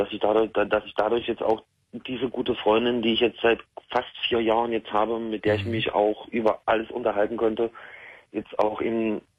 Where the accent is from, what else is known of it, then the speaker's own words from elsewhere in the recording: Magdeburg, Saxony-Anhalt, Germany; Ich komme aus Magdeburg.